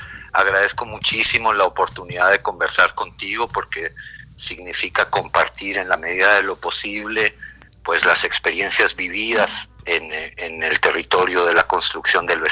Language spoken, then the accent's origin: Spanish; Reynosa, Tamaulipas, Mexico; born there; now in Oaxaca, Mexico; Yo nací en Reynosa, Tamaulipas, en 1959, estoy cumpliendo, casi por cumplir 64 años. Nací en el seno de una familia convencional, de una familia típica norteña.